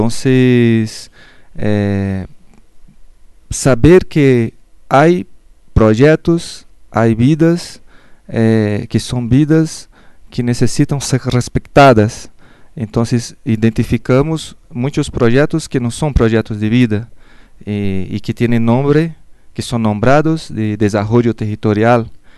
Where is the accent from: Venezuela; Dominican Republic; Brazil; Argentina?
Brazil; Spanish is a second language; moved away as an adult; now in Mexico; Y sí, vengo de Brasil, estoy acá ya algunos meses en México